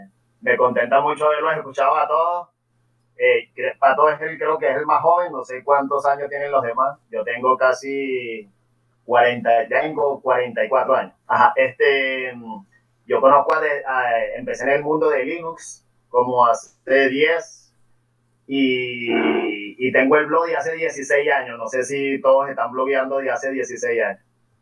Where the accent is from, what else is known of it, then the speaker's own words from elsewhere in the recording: Venezuela; Sobre todo aquí en Venezuela, yo soy de Venezuela.